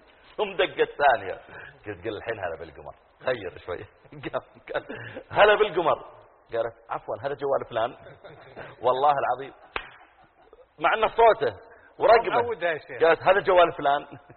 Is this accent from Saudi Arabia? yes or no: yes; Eastern Province, Saudi Arabia; also born or lived in Riyadh; وأنا من أهل الرياض، لكن ربوت هناك ويبدو أن طبيعة المناطق البحرية يصير عندهم مثل كذا